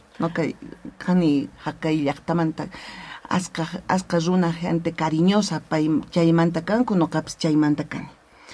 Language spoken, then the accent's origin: Spanish; Oruro, Bolivia; estrenando el hospital en este pueblo natal, cuna de músicos. Es semillero de músicos, mi tierra linda.